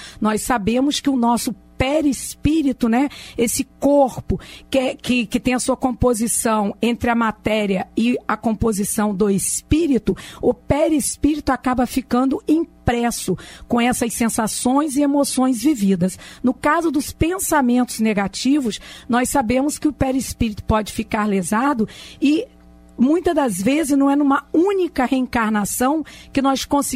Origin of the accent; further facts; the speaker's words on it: Campos dos Goytacazes, Rio de Janeiro, Brazil; quando eu era criança, eu sou do interior de Campos dos Goytacazes